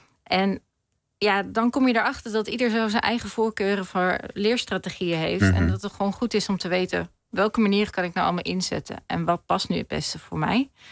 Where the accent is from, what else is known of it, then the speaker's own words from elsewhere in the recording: Hengelo, Overijssel, Netherlands; Ja, ik kom zelf ook uit het oosten van het land, Hengelo.